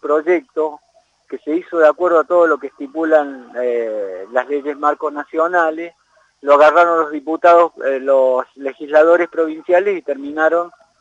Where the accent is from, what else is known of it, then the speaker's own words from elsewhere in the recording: Luyaba, Loja, Ecuador; mi pueblo, que es Luyaba, ya tiene esas cosas